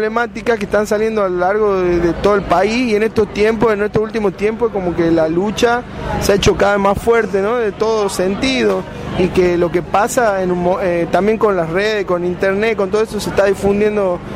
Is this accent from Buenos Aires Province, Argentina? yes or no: no; Jujuy, Argentina; accent: Puna; y no tengo los rasgos indígenas, por eso no he sufrido eso también, ¿no? Pero sí por ahí con mi forma de hablar, ¿no? Con mis tiempos más en ritmo Puna